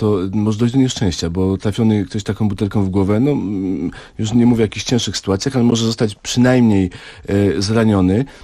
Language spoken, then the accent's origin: Polish; Kraków, Lesser Poland, Poland; Ja jestem z Krakowa